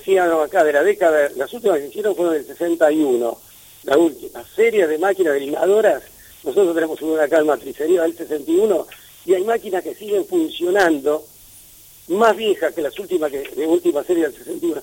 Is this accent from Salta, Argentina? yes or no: no; Escalada, Buenos Aires Province, Argentina; Escalada es mi tierra. Yo siempre digo, yo nací en Escalada, voy a morir en Escalada. Es mi pueblo, Escalada. Que sigue teniendo esencia de pueblo, ¿no?